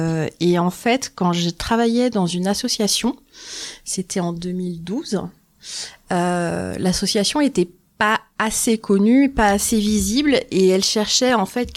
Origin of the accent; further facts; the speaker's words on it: Île-de-France, France; now in Remiremont, France; Je suis originaire d'Île-de-France. Et en fait, ça fait quelques temps qu'on voulait déménager et on a sauté le pas en octobre 2022 et du coup, on est venu emménager à Remiremont.